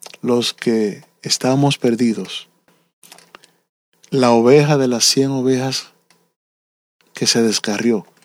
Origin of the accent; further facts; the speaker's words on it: Dominican Republic; No es la gloria que tenía el dictador que había en mi tierra, que la gente tenía que obligado tener una placa en su casa que decía, en esta casa Trujillo es el jefe.